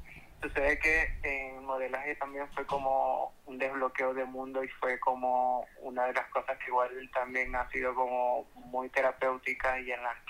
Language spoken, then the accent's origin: Spanish; Venezuela; porque en el contexto en el que vengo, soy venezolana